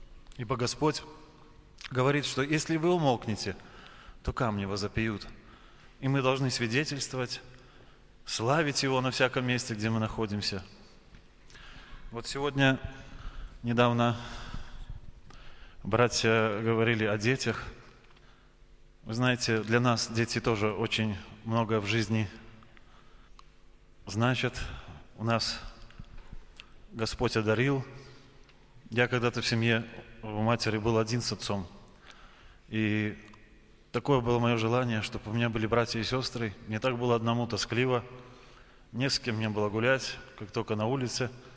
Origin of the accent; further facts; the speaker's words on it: Vawkavysk, Grodno Region, Belarus; Мы с Волковыска, из Гродненской области, 120 километров отсюда.